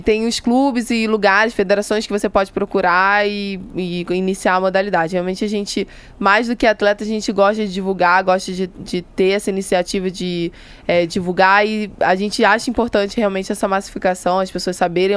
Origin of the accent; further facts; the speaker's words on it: Rio de Janeiro, Brazil; Eu sou carioca, né, como todo mundo já percebeu